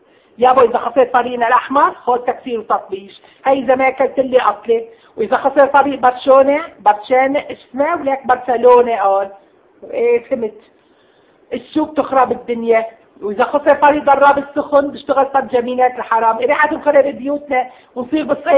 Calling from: Aleppo, Aleppo Governorate, Syria

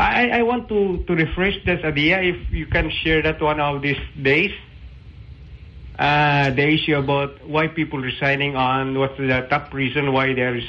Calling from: Cagayan de Oro, Northern Mindanao, Philippines; I'm from CDO, sir.

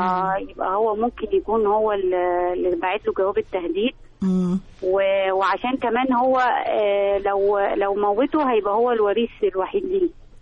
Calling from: Alexandria, Alexandria Governorate, Egypt; من اسكندريه.

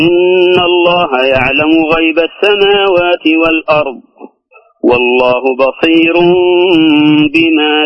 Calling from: Mecca, Makkah Province, Saudi Arabia; من مكة المكرمة.

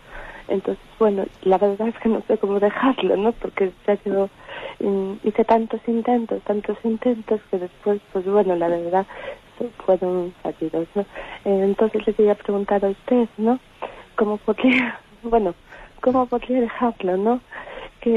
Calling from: A Coruña, Galicia, Spain; de La Coruña.

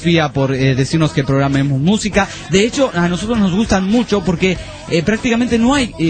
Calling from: Mexicali, Baja California, Mexico; Aquí en México, a los bichos bolas se le conocen como cochinillas

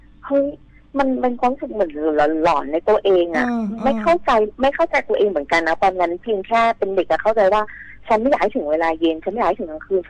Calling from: Bangkok, Thailand

